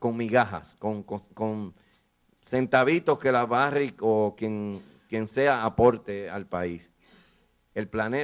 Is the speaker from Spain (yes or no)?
no; Dominican Republic; La República Dominicana, de donde yo soy, también soy dominicano